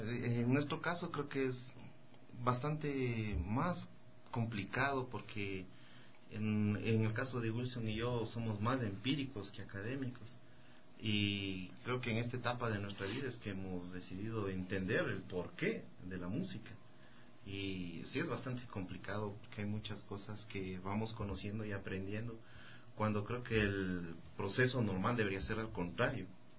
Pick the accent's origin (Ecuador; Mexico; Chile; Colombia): Ecuador; Quito, Pichincha; also born or lived in Ambato; Yo soy de Ambato y vivíamos allá hasta que yo tuve 6 años y algo. A los 7 años me trajeron a vivir a Quito.